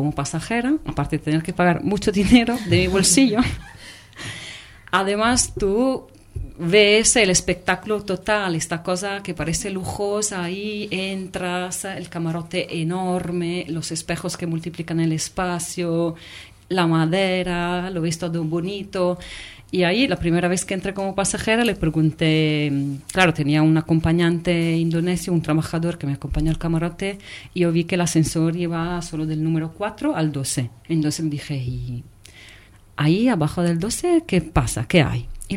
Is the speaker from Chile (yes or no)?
no; Venice, Veneto, Italy; Yo soy, repito, soy de Venecia